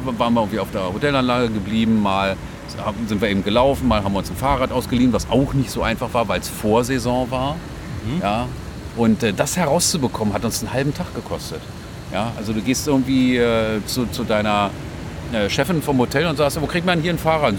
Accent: Germany; Naja, also ich bin auch selber Deutscher und bin dann hier geblieben wegen der Liebe.

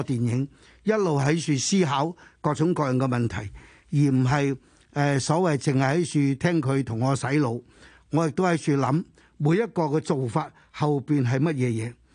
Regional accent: China; 他們的答案就是我們中國人最大的危機就是美國很敵視我們

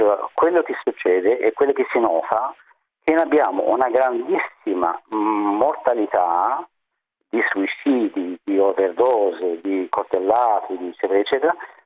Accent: Casablanca, Casablanca-Settat, Morocco; Italian is a second language; now in Italy; Sono marocchino, di Casablanca

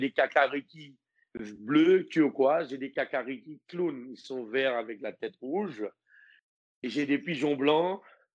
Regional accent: Martinique; also born or lived in French Guiana / Guadeloupe; j'ai vécu pas mal de temps en Guyane, j'ai vécu pas mal de temps en Guadeloupe et je suis martiniquais.

